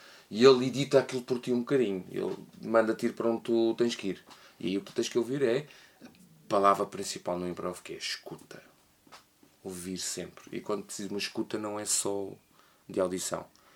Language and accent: Portuguese; Lisbon, Portugal; e eu incluo-me a mim como lisboeta